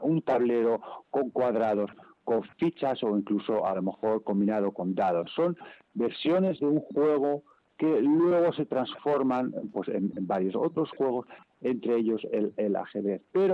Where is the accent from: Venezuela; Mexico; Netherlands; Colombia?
Netherlands; Spanish is a second language; De origen es frisón. Yo soy holandés